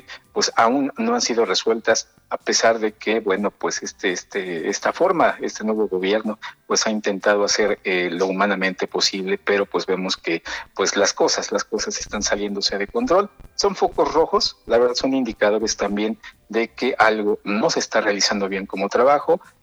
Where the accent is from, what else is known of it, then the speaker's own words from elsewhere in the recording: Mexico; también vivimos en México, somos mexicanos